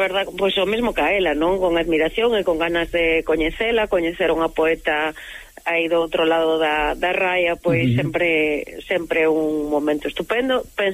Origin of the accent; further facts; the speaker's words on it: Vigo, Galicia, Spain; que son de Vigo, en 20 minutos estou en Valencia